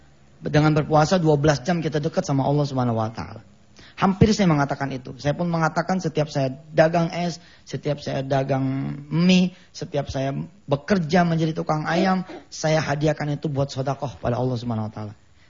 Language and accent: Indonesian; Jakarta, Indonesia; Jadi karena kami keluarga besar di Betawi ya. Rumahnya panjang ibu. Panjangnya tuh panjang banget dah. Ya. Jadi kita sekeluarga tinggal di situ.